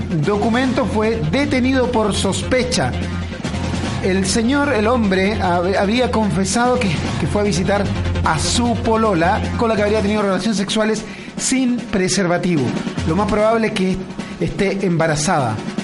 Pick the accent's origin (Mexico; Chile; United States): Chile; Concepción, Biobío; soy un joven de Concepción que ha venido hasta acá, al Club Hípico